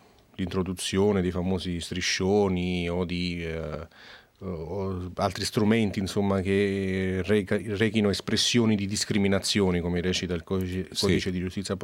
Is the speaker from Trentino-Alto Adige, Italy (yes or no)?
no; Naples, Campania, Italy; mi ricordo benissimo anche da napoletano, una particolare sensibilità su questo